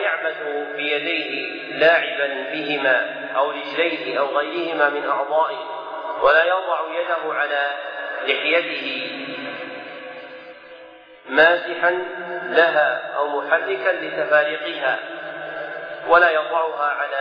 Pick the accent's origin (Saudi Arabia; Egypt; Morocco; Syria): Saudi Arabia; Najd; كالمعروف عندنا في نجد بالثوب الردين